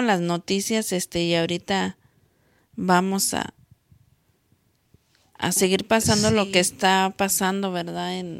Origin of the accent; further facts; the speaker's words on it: Mexico; así somos los mexicanos.